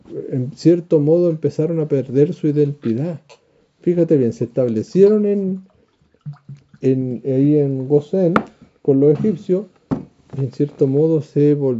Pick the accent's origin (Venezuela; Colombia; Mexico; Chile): Chile; nosotros como chilenos, les dije una vez que hicieran esa tarea